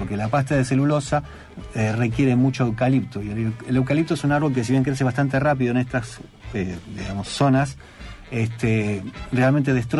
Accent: Uruguay; now in Argentina; Más allá de que yo nací acá en Argentina, me crié en Uruguay, por eso me incluyo. Como te decía, fuera del aire, soy rioplatense.

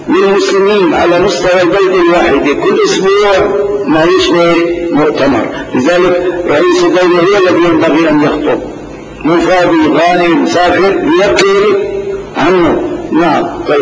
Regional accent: Damascus, Damascus Governorate, Syria; لكن في بلدنا دمشق بالذات هناك شرط لا يتم

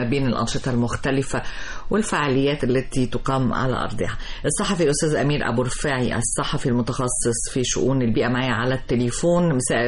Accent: Egypt; طب وش معنى عندنا في مصر مكناش بنسمع عنه إلا مؤخرا

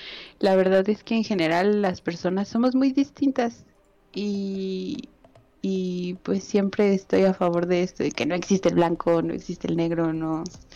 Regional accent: Mexico; soy de México. Entonces, pues ya más o menos te imaginarás el color de mi piel. Soy una bonita mezcla de mis raíces.

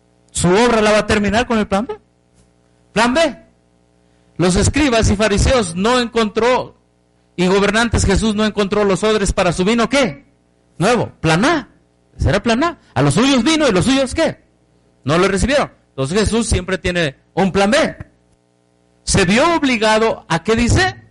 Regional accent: Chiapas, Mexico; now in Mexico City, Mexico; Y andaba por el tianguis de mi pueblo allá en Chiapas.

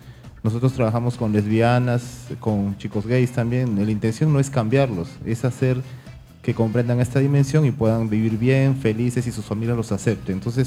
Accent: Callao, Peru; Todos somos chalacos, todos somos peruanos.

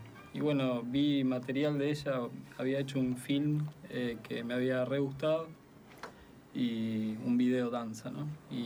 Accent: Argentina; now in Norway; yo soy argentino, vivo en Noruega.

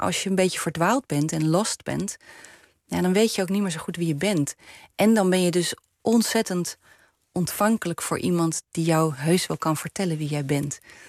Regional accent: Groningen, Netherlands; accent: Leidse R; also born or lived in Leiden; En nou, ik ben in Groningen opgegroeid met een Friese naam. En ik had een Leidse R, want ik was in Leiden geboren. Dus in Leidse R ben je in Groningen een kakker.

